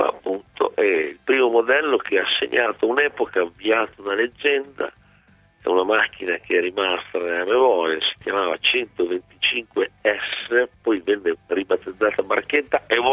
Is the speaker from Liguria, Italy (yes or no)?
no; Modena, Emilia-Romagna, Italy; dalle mie parti a Modena